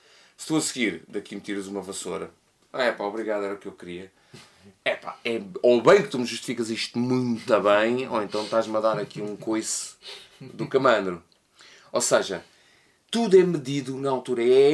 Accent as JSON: {"language": "Portuguese", "region": "Lisbon", "country": "Portugal", "said": "e eu incluo-me a mim como lisboeta"}